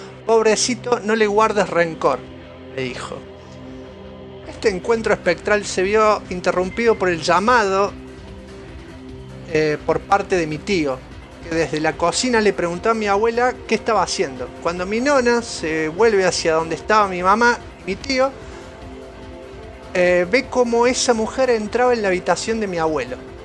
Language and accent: Spanish; Buenos Aires, Argentina; soy de Capital.